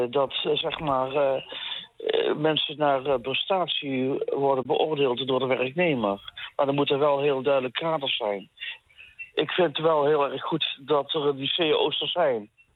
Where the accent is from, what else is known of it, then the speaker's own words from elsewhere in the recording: Eindhoven, North Brabant, Netherlands; En ik kom uit Eindhoven, daar zie je het heel erg.